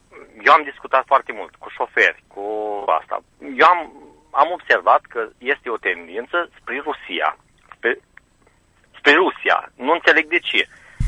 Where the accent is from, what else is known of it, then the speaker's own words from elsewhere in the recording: Romania; Sunt la Cricova, sunt român.